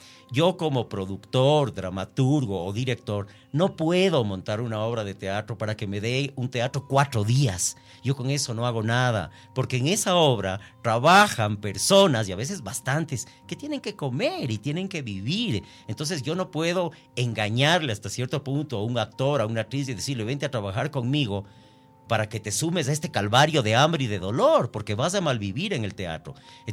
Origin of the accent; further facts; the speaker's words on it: Ecuador; como ecuatoriano me duele en el alma que no se valore lo nacional